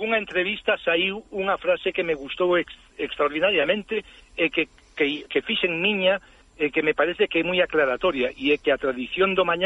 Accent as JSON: {"language": "Galician", "town": "Vigo", "region": "Galicia", "country": "Spain", "said": "somos de Vigo, Somos de frente a la península de Morrazo."}